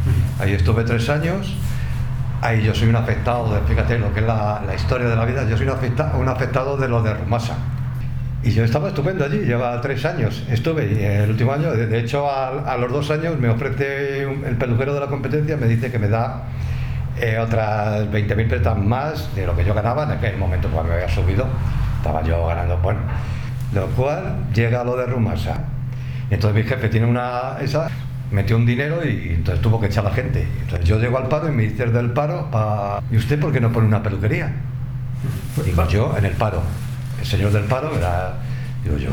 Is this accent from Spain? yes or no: yes; Madrid, Community of Madrid, Spain; Porque yo soy de la Plaza Castilla y sigo viviendo en la Plaza Castilla.